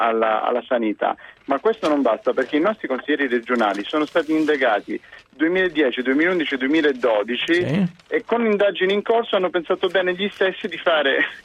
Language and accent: Italian; Calabria, Italy; io volevo fare giusto una velocissima premessa dicendo che io sono calabrese.